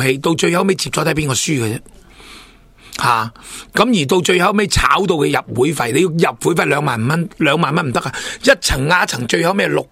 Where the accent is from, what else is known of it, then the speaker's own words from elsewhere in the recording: Hong Kong; 亦即系我哋香港人好兴讲嘅老鼠会